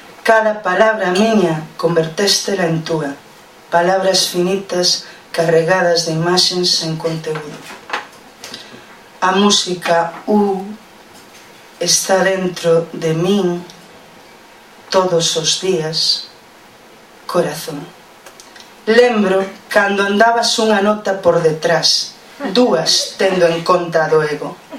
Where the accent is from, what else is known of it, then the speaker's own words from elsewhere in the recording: Foz, Galicia, Spain; porque ela é de Cedeira e eu son de Foz.